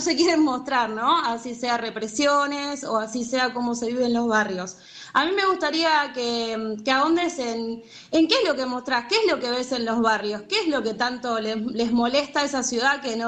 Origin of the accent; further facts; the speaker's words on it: Rosario, Santa Fe, Argentina; nosotros somos rosarinos, estamos militarizados con la excusa del narcotráfico